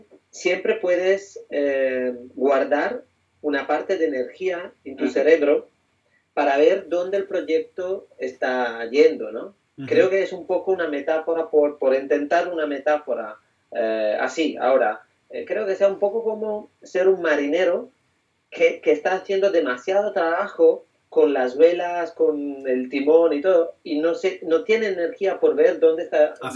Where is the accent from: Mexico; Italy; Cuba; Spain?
Italy; Spanish is a second language; yo que vengo de un contexto muy diferente, soy italiano